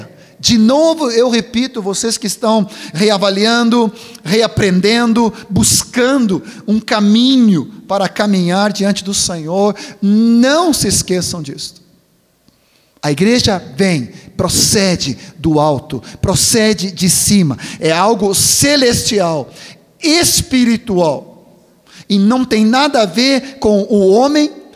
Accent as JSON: {"language": "Portuguese", "country": "Sweden", "lives_now": "Brazil", "said": "como eu vim da Suécia, ainda sou sueco, mas eu não sou mais estrangeiro, eu sou brasileiro, sou gaúcho"}